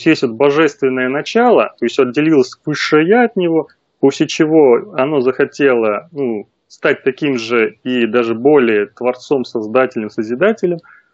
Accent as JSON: {"language": "Russian", "region": "Moscow", "country": "Russia", "tie": "born or raised there", "lives_now": "Yaroslavl Oblast, Russia", "said": "родился и вырос в Москве, сейчас вот живу в родовом поместье в Ярославской области."}